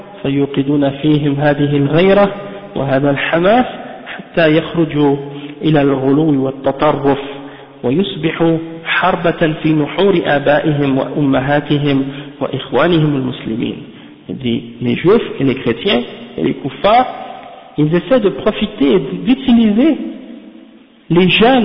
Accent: Quebec, Canada; Qui les pompe, hein, comme on dit chez nous, au Québec, hein

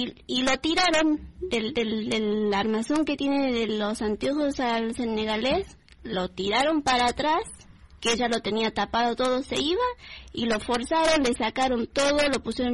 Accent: Bolivia; now in Argentina; Yo soy de Bolivia. Yo en un tiempo, sí, como todo el mundo, entré a trabajar acá de chiquita, desde los 16 años

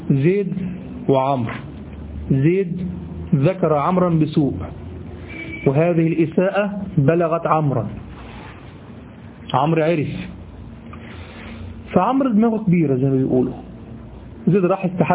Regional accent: Egypt; والله دي دايمين لغو عندنا في لساننا كمصريين

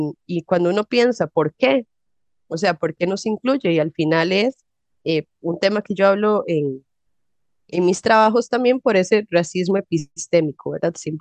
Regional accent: Heredia, Costa Rica; como yo nací en Heredia y crecí en Heredia

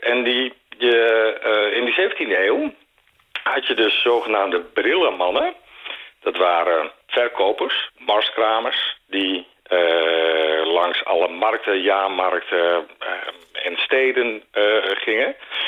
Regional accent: Netherlands; dan zijn we Nederlanders

